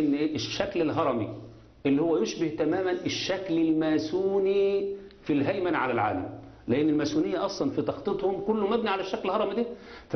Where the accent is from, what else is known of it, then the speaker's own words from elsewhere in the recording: Egypt; لأن الواقع اللي حصل دلوقتي إن الدولة عندنا في مصر بتتأخون في جميع مفاصلها